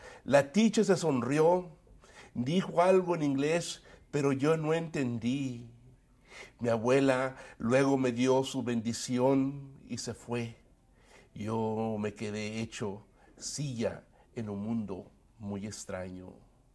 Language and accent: Spanish; Mexico; also born or lived in California, United States; Nosotros nacimos en California, pero también me crié en México. Así que yo soy bilingüe, binacional, bicultural, soy una persona que refleja esta tremenda influencia de ambas naciones.